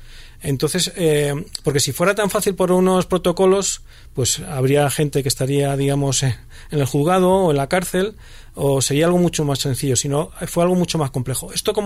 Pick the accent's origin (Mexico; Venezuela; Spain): Spain; joder, qué bien somos los españoles, que hacemos una cosa bien